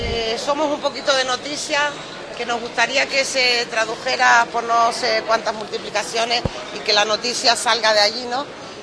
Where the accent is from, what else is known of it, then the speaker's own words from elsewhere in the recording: Spain; como ciudadanos españoles que embarcamos en un buque de bandera española